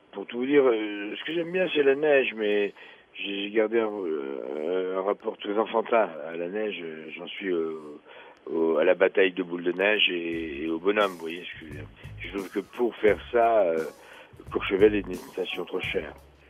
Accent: Algeria; Quand j'étais petit en Algérie, je pensais que la France était bâtie en bois

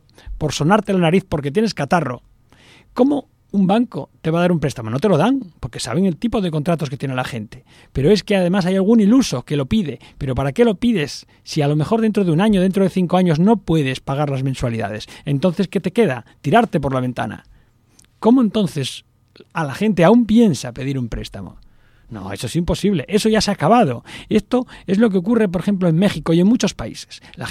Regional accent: Spain; ¿Es que somos tontos los españoles? No.

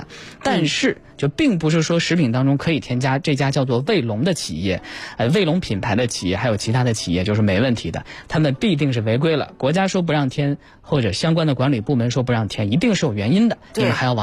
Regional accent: Northwest China, China; 你看我是西北人

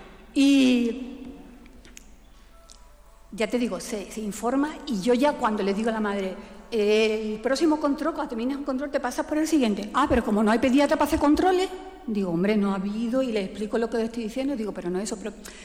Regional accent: Málaga, Andalusia, Spain; Yo soy de Málaga y en Málaga también existe el problema

